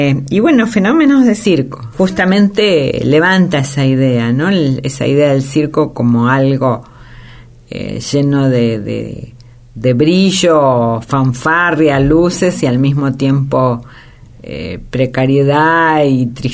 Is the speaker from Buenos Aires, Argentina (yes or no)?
yes; Buenos Aires, Argentina; Sí, yo viví en Caballito y mi patria chica es el Parque Rivadavia, que en esa época todavía le decían Plaza Lezica.